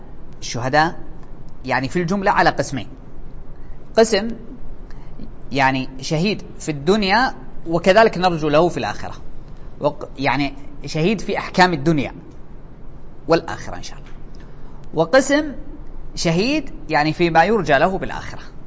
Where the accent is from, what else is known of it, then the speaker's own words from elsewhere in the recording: Saudi Arabia; لأنه عندنا في السعودية الواحد إذا مات ما يحيى مرة ثانية